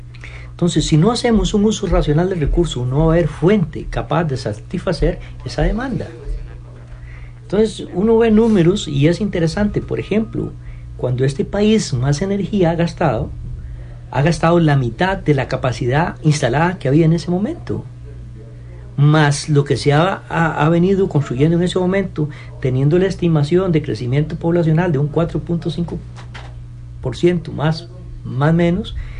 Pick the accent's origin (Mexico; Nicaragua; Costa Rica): Costa Rica; a veces se nos olvida como buen tico algunas cosas.